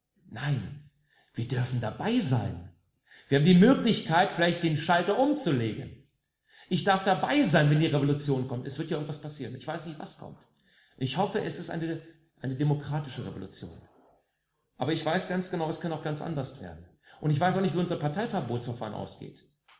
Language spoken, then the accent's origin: German; West Germany, Germany; born there; Ich bin im Westen geboren.